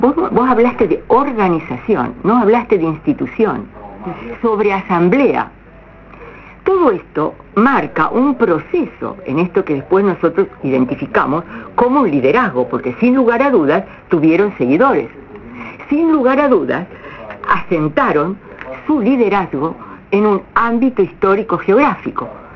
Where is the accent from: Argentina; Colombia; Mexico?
Argentina; Rosario, Santa Fe; la vieron consolidar en el tiempo de nuestra ciudadanía como rosarinos